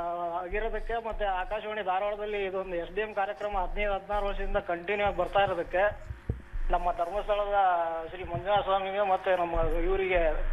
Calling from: Shirol, Karnataka, India; ನಾನು ನಿಯಮಿತ ಕೇಳುವ ಶಿರೋಳದಿಂದ … ಮಾತಾಡ್ತಾ ಇರೋದು.

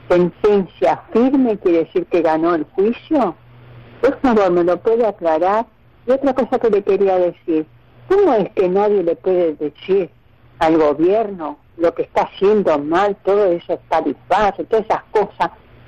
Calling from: Buenos Aires, Argentina; soy de La Paternal.

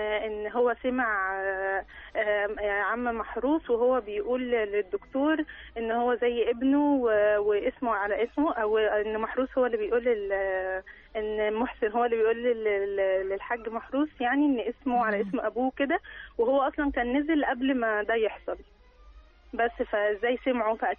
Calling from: Giza, Giza Governorate, Egypt; من الجيزة.

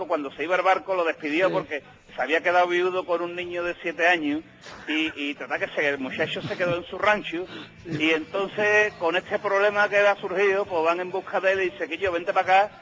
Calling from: Seville, Andalusia, Spain; De Sevilla.

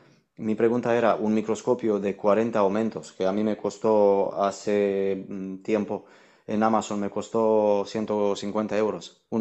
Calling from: Valencia, Valencian Community, Spain; de Valencia.

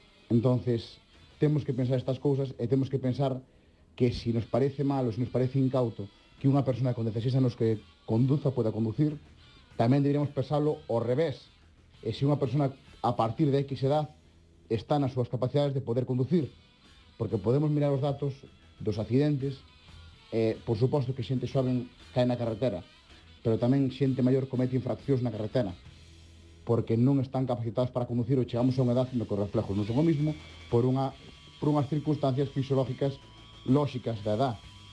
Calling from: Pontevedra, Galicia, Spain; de Pontevedra

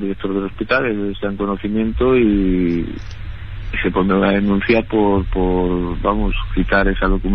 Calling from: Valencia, Valencian Community, Spain; Mire, yo le llamo desde Valencia.

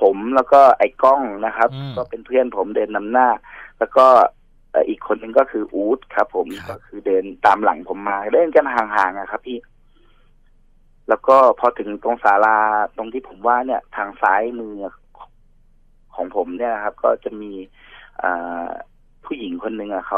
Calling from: Bangkok, Thailand; ตอนนี้ผมอยู่กรุงเทพครับ

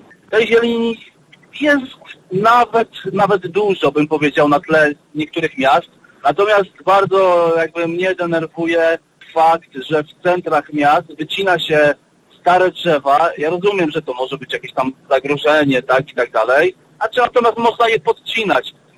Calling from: Kielce, Świętokrzyskie Voivodeship, Poland; Jestem z Kielc.

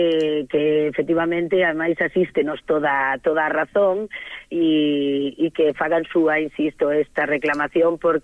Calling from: Castillón, Galicia, Spain; mando vos saludos a todos desde Castillón, que é a miña aldea en Pantón, a máis bonita do mundo.

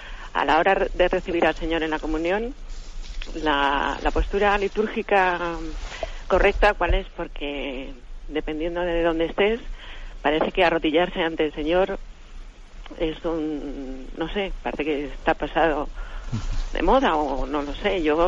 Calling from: Alcobendas, Community of Madrid, Spain; de Alcobendas.

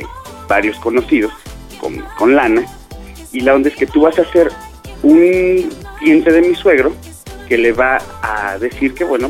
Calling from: Gustavo A. Madero, Mexico City, Mexico; Pues estamos acá en la Gustavo Madero.

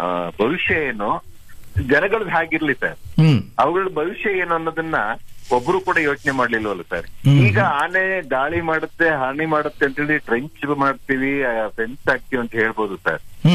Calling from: Alur, Karnataka, India; ಹಾಸನ ಜಿಲ್ಲೆ ಆಲೂರು ತಾಲೂಕಿಂದ ಮಾತಾಡೋದು.

